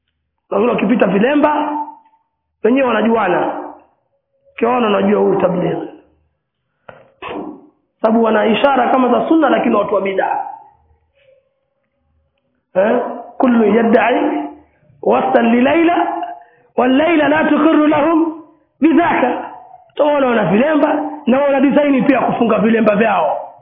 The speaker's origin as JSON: {"language": "Swahili", "town": "Pangani", "region": "Tanga Region", "country": "Tanzania", "said": "Kama ni kule kwetu kuna amiri wa Pangani, kuna amiri wa Tanga, kuna amiri wa Tanzania."}